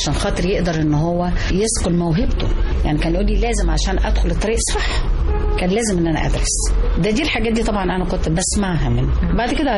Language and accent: Arabic; Egypt; عشاني انا كأم مصرية